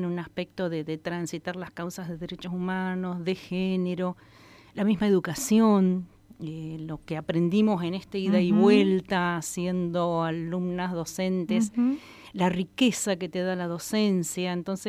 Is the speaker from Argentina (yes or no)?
yes; Intendente Alvear, La Pampa, Argentina; Soy nativa de un pueblo hermoso, Intendente Alvear